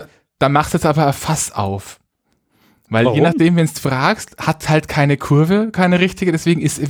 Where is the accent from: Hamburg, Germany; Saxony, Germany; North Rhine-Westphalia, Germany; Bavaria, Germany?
Bavaria, Germany; Ich komme ursprünglich aus Franken.